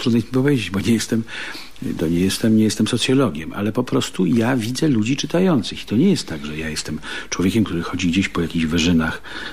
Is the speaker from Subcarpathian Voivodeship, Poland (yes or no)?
no; Warsaw, Masovian Voivodeship, Poland; ja jestem, no, z Warszawy.